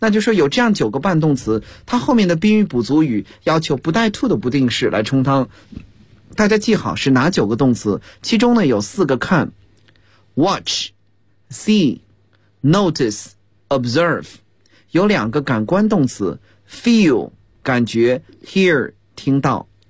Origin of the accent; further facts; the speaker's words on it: China; 一般我们中国人所说某地的入口处的这个白勺的，